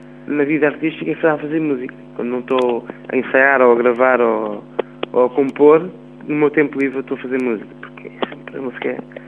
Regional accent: Portugal; porque também sou português e queria que as pessoas sentissem esta musicalidade em português

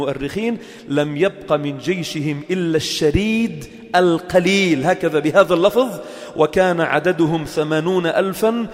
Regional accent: Lebanon; والجيش الأول كان إلى منطقة البقاع عندنا في لبنان

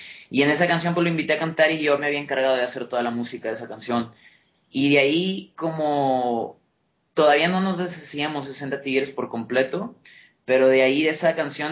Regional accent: Monterrey, Nuevo León, Mexico; now in Mexico City, Mexico; yo soy de Monterrey, pero vivo en el DF.

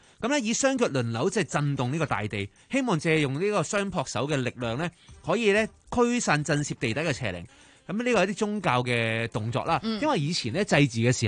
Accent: China; 我哋中国人咧会撒米嘛，

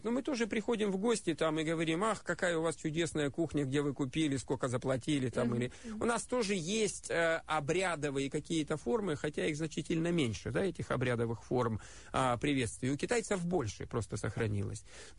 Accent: Far East, Russia; also born or lived in Khabarovsk / Kamchatka / Vladivostok / Blagoveshchensk; Я с Дальнего Востока. Я прожил, родился и прожил первую часть жизни на Дальнем Востоке. Родился под Комсомольском на Амуре, жил в Хабаровске, заканчивал школу на Камчатке, учился во Владивостоке и жил еще какое-то время в Благовещенске.

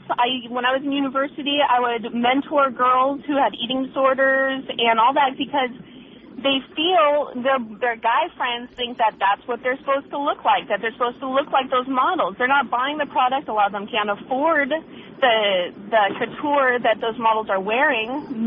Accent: Pacific Northwest, United States; moved away; Well, I'm from the Pacific Northwest. I'm trying to adjust to the materialism that's out here.

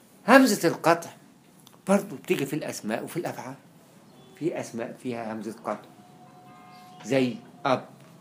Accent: Egypt; والتاء المفتوحه دي عندنا في مصر كلها

